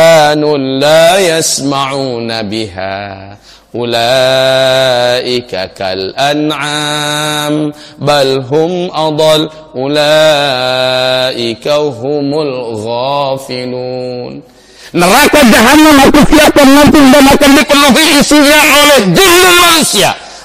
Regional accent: Payakumbuh, West Sumatra, Indonesia; Ini sifat pernah saya bahas hampir beberapa bulan di kota saya di Pekumbuh Pak.

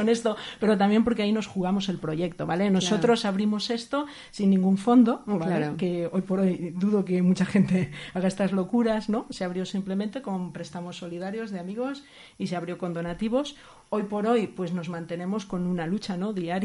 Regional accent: Valencia, Valencian Community, Spain; now in Zaragoza, Spain; Yo soy de Valencia, viví ahí el primer año del inicio del proyecto y de la asociación

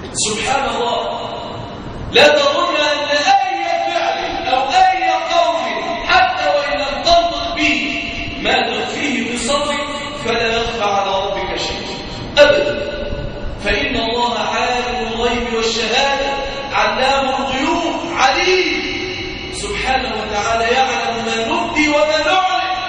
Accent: Egypt; ناهيك عن بلادنا مصر

